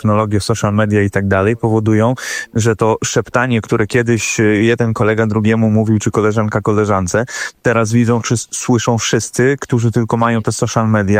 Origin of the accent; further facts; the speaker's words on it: Arkansas, United States; Polish is a second language; now in Poland; pochodzę ze Stanów Zjednoczonych, konkretnie ze stanu Arkansas